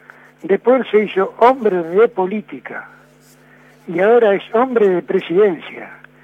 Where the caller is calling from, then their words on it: Floresta, Buenos Aires, Argentina; de Floresta.